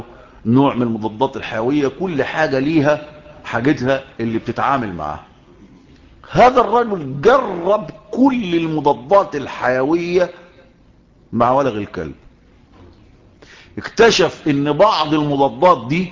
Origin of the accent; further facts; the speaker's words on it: Shubra, Cairo Governorate, Egypt; مين، يقول لك القاهري، او يقال الشبراوي، لان انا من مواليد شبرا ومتربي في شبرا